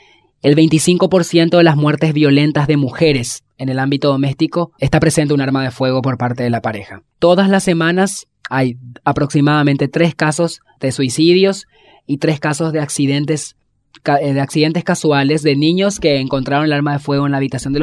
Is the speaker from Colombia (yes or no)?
no; Asunción, Paraguay; soy de Asunción, Paraguay